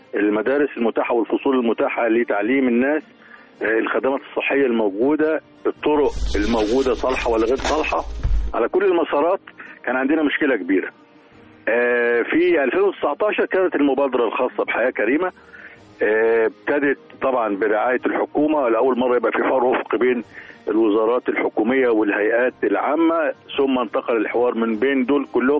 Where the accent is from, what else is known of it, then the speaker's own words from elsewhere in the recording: Upper Egypt, Egypt; عندنا في الصعيد محافظات واخده نصيب الاسد